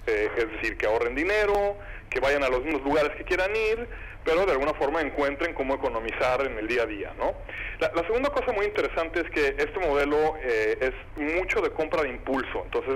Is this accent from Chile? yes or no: no; Mexico; y yo, que ayudo con toda la región, y soy mexicano.